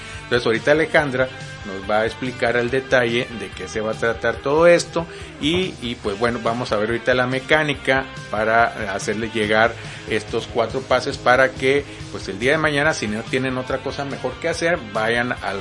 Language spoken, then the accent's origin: Spanish; Mexico; como fieles mexicanos, católicos, apostólicos y romanos y guadalupanos